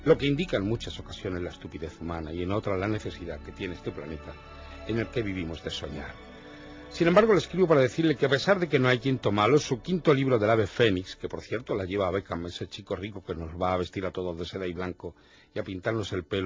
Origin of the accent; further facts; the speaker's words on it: Spain; yo soy un niño español de 68 años, un soñador